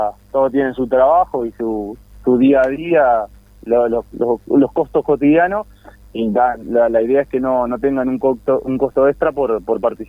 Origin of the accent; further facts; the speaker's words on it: Colonia, Uruguay; después de acá de Colonia somos 3, yo soy de Colonia, del departamento somos 3 de Colonia